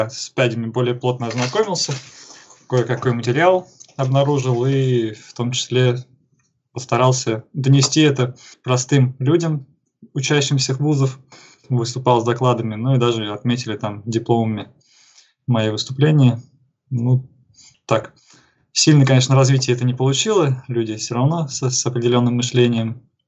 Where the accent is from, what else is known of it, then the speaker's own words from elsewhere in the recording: Tomsk, Tomsk Oblast, Russia; Я сам родом из Томска, так сказать, Беловодье сибирское.